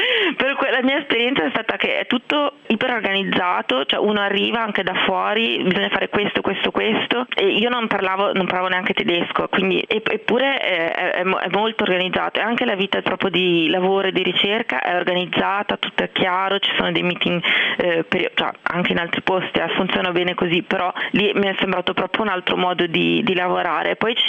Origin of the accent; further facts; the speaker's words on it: Genoa, Liguria, Italy; moved away; io all'inizio pensavo fosse un problema dei genovesi, perché io vengo da Genova, i genovesi sono un po' orsi